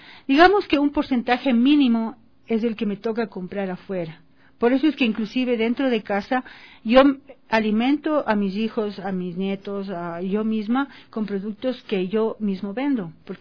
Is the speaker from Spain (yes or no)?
no; Quito, Pichincha, Ecuador; yo soy acá de Quito